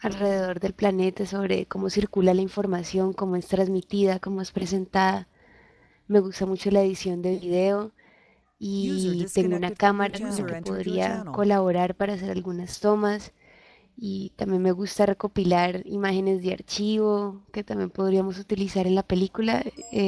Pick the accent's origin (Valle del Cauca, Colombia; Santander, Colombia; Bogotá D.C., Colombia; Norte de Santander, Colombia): Valle del Cauca, Colombia; Cali; Soy de Cali.